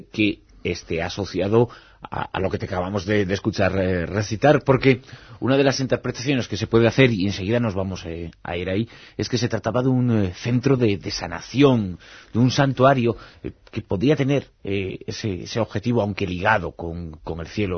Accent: Galicia, Spain; born there; also born or lived in various places; De nacimiento por lo menos. Ya luego de muchos otros sitios y de nadie. Pero gallego sobre todo, claro.

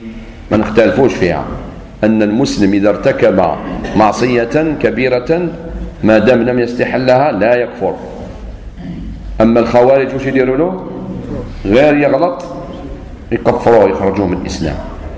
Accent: Algeria; شوف احنا عندنا في الجزائر وحدوا الراية

